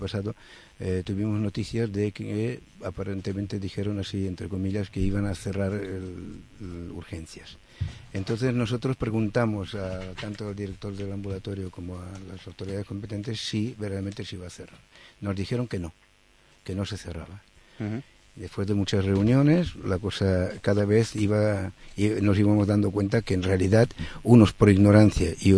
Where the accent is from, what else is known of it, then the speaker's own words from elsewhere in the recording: Barcelona, Catalonia, Spain; y soy de la Guinaueta.